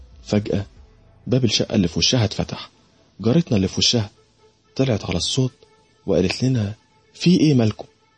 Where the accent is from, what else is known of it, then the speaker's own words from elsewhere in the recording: Alexandria, Alexandria Governorate, Egypt; أنا من اسكندرية، وتحديدا من شارع العسوي الموازي لشارع خالد بن الوليد